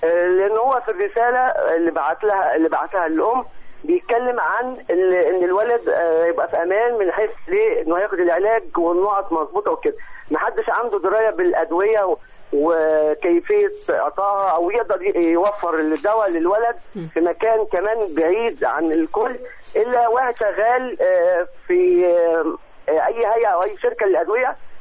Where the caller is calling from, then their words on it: Giza, Giza Governorate, Egypt; من الجيزه.